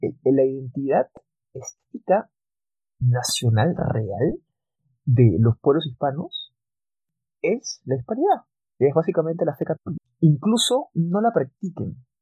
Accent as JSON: {"language": "Spanish", "country": "Peru", "lives_now": "Chile", "said": "lo digo yo como peruano que vive en Chile"}